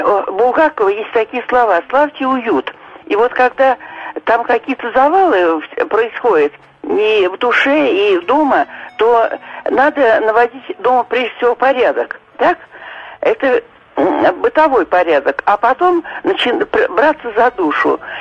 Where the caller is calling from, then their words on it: Moscow, Russia; я из Москвы.